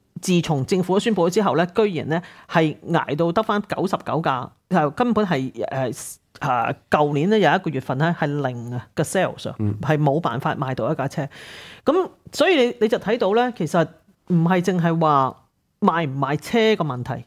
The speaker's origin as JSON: {"language": "Chinese", "country": "Hong Kong", "said": "那你想想怎麼會不關我們香港人事呢？"}